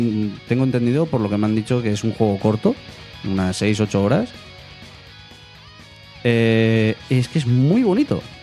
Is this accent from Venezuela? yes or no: no; Spain; somos de España, pues las cosas buenas que se queden aquí